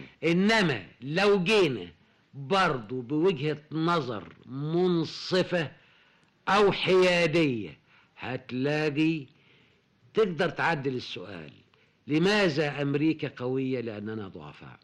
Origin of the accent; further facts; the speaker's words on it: Sharqia Governorate, Egypt; وهو صعيدي وانا شرقاوي